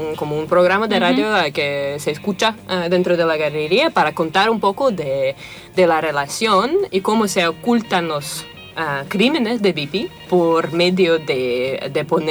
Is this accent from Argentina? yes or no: no; Moscow, Russia; now in England, United Kingdom; De Moscú.